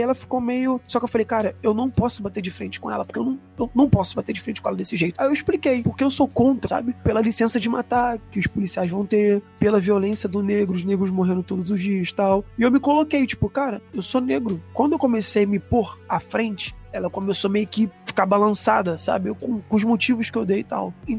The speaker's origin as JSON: {"language": "Portuguese", "region": "Rio de Janeiro", "country": "Brazil", "said": "Eu vim da Baixada, né? Do Rio de Janeiro, de comunidade."}